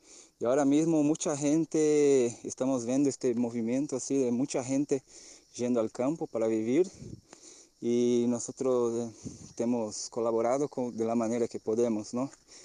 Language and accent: Spanish; Brazil; Spanish is a second language; soy brasileño y por la invitación de mi hermano Rafa vengo a compartir un poquito de lo que estamos viviendo frente a la pandemia que sigue todavía. Bueno, acá vivimos en el campo